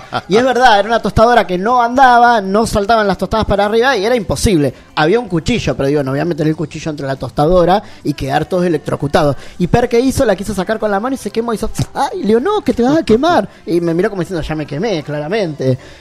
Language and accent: Spanish; Rosario, Santa Fe, Argentina; es recordar la visita de … Rosario, por primera vez a mi ciudad natal.